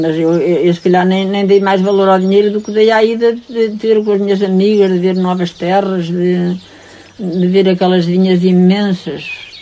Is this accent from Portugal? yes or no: yes; Chão Sobral, Centro, Portugal; E eu disse, mas a minha terra ainda é boa para férias, e a sua nem para férias é boa.